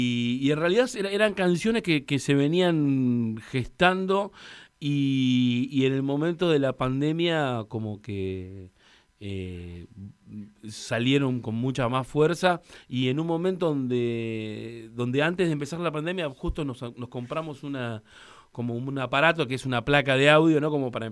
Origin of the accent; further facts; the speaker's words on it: Los Hornos, Buenos Aires Province, Argentina; mi infancia la viví en Los Hornos